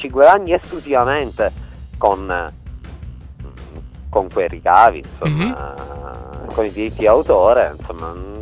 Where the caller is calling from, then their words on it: Syracuse, Sicily, Italy; Allora, sinceramente, intanto vi sto parlando da Siracusa, in Sicilia, no?